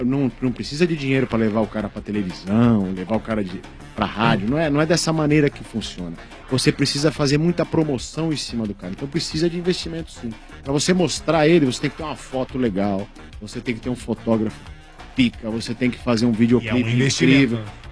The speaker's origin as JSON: {"language": "Portuguese", "region": "São Paulo", "country": "Brazil", "said": "Da Casa Verde."}